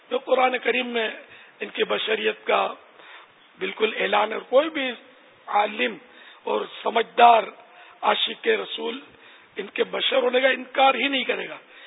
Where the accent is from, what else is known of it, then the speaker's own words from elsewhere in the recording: Karachi, Sindh, Pakistan; born there; پھر سن 50 میں میری باب المدینہ کراچی میں پیدائش ہوئی الحمدللہ تو یوں میں تو یہ کہا کرتا ہوں کہ میں تو اصلاً نسلاً پاکستانی ہوں